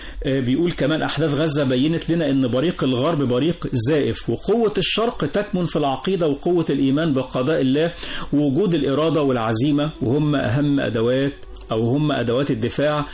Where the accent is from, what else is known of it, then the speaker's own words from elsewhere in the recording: Egypt; وإحنا كلنا مصريين